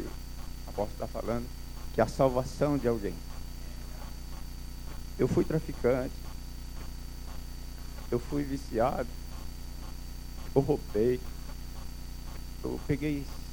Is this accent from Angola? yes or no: no; Passo Fundo, Rio Grande do Sul, Brazil; Eu sou da cidade de Passo Fundo.